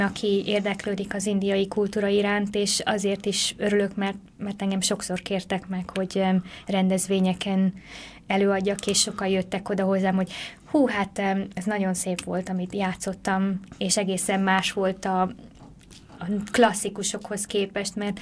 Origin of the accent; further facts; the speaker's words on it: Hungary; mivel én magyar vagyok, és gyakran járunk itthon